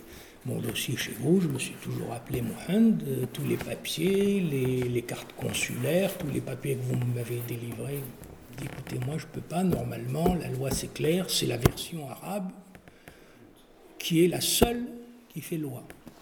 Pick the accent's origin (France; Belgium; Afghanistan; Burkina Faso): France; born there; Il se trouve que je suis né en France. Et donc, j'ai été déclaré à l'été civil en France. Et comme beaucoup de Kabyles